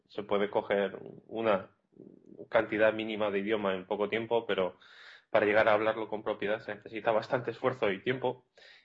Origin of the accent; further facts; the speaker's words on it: Barakaldo, Basque Country, Spain; now in Iceland; Sí, soy de Baracaldo, que es un pueblo de 100.000 habitantes que hay al lado de Bilbao